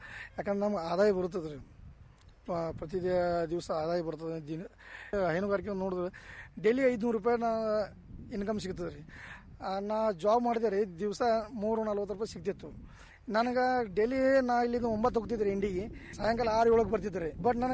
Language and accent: Kannada; Hattarga, Karnataka, India; ಹಾಂ ಸರ್, ನಮ್ಮೂರು ಹತ್ತರ್ಗಾ ಸರ್, ಇಂಡಿ ತಾಲೂಕು ಹತ್ತರ್ಗಾ ಸರ್. ಅಲ್ಲೇ ಊರು ಪಕ್ಕ 1 ಕಿಲೋಮೀಟರ್ ತೋಟ ಇದೆ ಸರ್